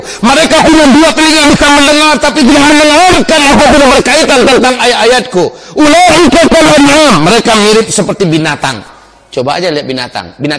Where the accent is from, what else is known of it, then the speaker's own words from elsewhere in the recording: Payakumbuh, West Sumatra, Indonesia; Ini sifat pernah saya bahas hampir beberapa bulan di kota saya di Pekumbuh Pak.